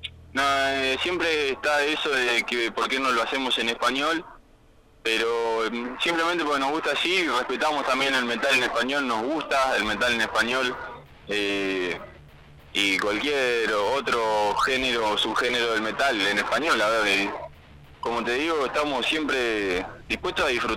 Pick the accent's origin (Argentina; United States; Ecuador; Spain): Argentina; Cinco Saltos, Río Negro; somos de Cinco Saltos y de Cipolletti, pero bueno, se creó la banda en Cinco Saltos